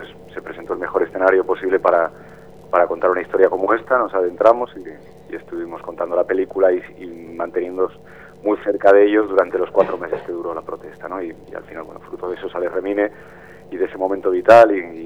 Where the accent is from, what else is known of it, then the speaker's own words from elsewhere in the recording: Gijón, Asturias, Spain; yo soy de Gijón, no soy de Las Cuencas, pero de un barrio que se llama La Calzada, que es tradicionalmente obrero, donde estaban los astilleros.